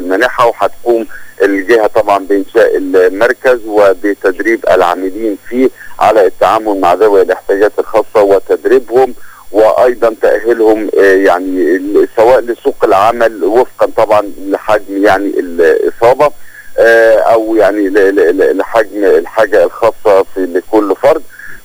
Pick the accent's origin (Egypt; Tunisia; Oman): Egypt; Alexandria, Alexandria Governorate; انا من ابناء اسكندرية فاقدر عارف امكانيات المحافظة